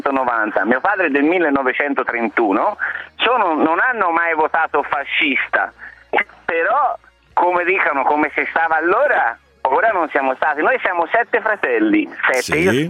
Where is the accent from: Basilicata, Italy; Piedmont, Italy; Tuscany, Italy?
Tuscany, Italy; Montale; Infatti è stato brindato sia nel mio paese a Montale che a Pistoia